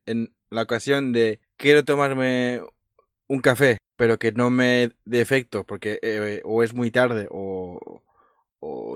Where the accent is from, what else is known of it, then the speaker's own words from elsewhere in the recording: Catalonia, Spain; Los catalanes comemos fuet y butifarra.